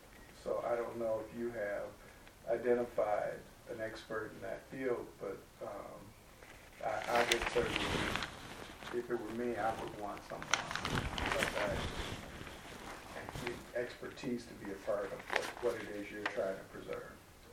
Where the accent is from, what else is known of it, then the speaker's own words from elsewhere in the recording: Chicago, Illinois, United States; I'm from Chicago.